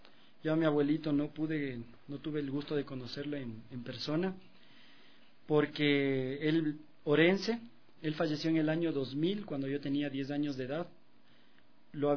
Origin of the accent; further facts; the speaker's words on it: Riobamba, Chimborazo, Ecuador; also born or lived in Quito; yo soy un riobambeño nacido en Quito, porque a los 2 años de edad yo me fui a vivir a Riobamba, a mi querida Riobamba. Sí, estuve ahí desde los 2 años de edad, más o menos, hasta los 18 años.